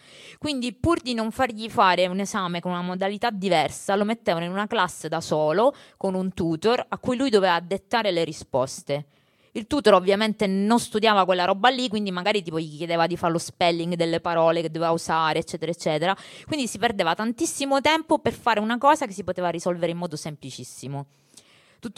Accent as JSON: {"language": "Italian", "region": "Sicily", "country": "Italy", "said": "Io vengo dalla Sicilia"}